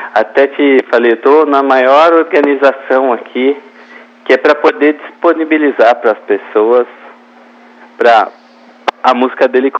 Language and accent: Portuguese; São Paulo, Brazil; born there; São Paulo mesmo.